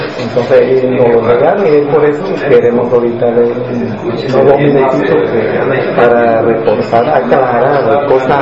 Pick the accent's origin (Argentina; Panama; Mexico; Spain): Panama; nosotros somos como panameño y como originario